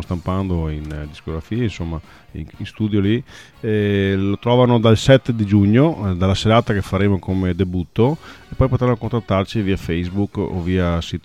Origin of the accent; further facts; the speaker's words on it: Pegolotto di Cona, Veneto, Italy; born there; Sì, del mio paese natale, che è Pegolotto di Cona.